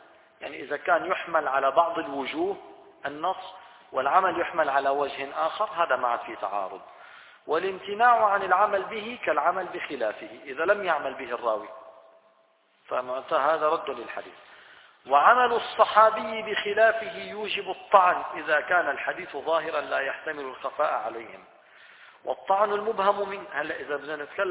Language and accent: Arabic; Syria; عندنا في الشام الآن أصبح الأمر مألوفا ليس هذا منكرا